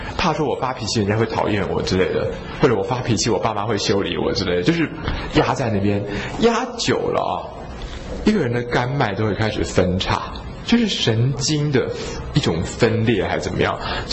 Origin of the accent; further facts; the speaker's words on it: China; 所以我们中国人一般关于中医的俗话就是说，中药的俗话就是说，三年为附子，四年为乌头